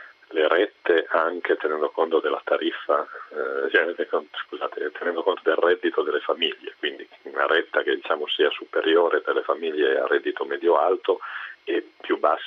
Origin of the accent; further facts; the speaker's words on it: Turin, Piedmont, Italy; da torinese e da sindaco di Torino